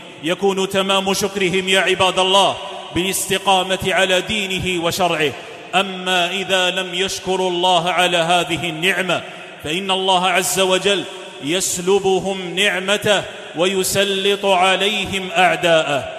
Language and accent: Arabic; Algeria; لتبقى بلادنا الجزائر